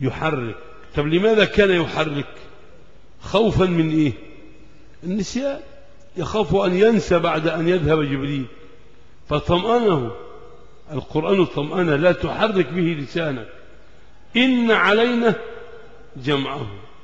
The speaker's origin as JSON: {"language": "Arabic", "country": "Egypt", "said": "عندنا في مصر"}